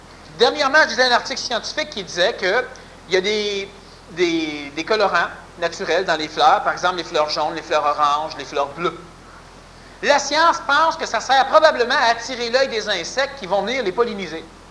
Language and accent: French; Quebec, Canada; born there; d'ailleurs je suis né au Québec parce que c'est ici que c'est plus intéressant.